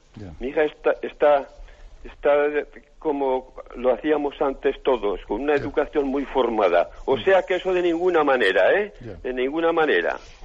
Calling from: Navarre, Spain; Soy de Navarra, pero oigo muy poco.

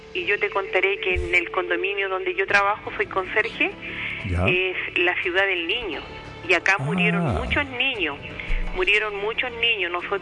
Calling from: San Miguel, Santiago Metropolitan, Chile; Estoy llamando de acá, de la comuna de San Miguel.

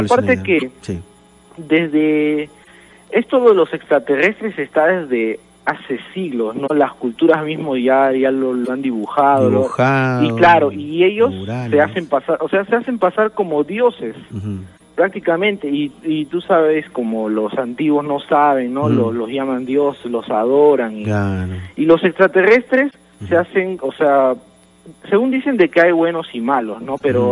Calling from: Villa El Salvador, Lima, Peru; De Villa El Salvador.

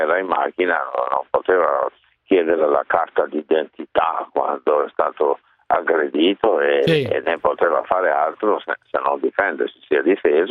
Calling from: Florence, Tuscany, Italy; sì, perché sono di Firenze, va bene?

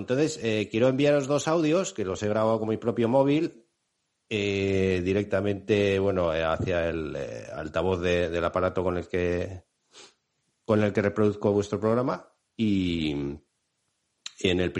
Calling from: San Sebastián, Basque Country, Spain; Mira, soy un oyente de Donosti.

